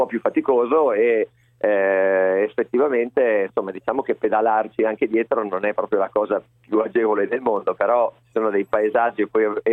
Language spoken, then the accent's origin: Italian; Ferrara, Emilia-Romagna, Italy; Sono di Ferrara